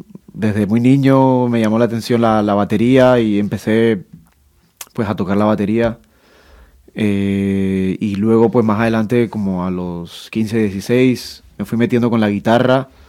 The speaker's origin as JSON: {"language": "Spanish", "town": "Cartagena", "region": "Bolívar", "country": "Colombia", "said": "Nosotros venimos de Cartagena de Indias, del norte de Colombia, de la costa caribe de Colombia."}